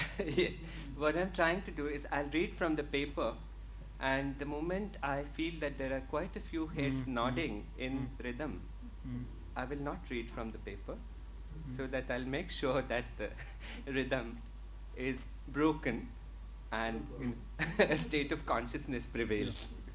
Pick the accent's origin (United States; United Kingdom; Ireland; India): India; But I think as an Indian, cinema is something that you're born and brought up with, surrounded by.